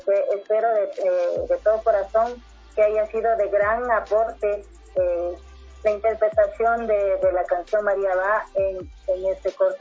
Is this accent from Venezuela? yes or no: no; Ecuador; muchas veces renegamos de lo que es uno como ecuatoriano